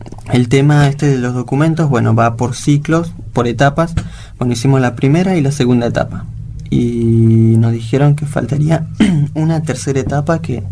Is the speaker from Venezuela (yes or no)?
no; Bolivia; now in Argentina; Yo soy boliviano y la verdad estoy orgulloso y también de acá en Argentina de poder ahora adaptarme, lo que sí me costó mucho.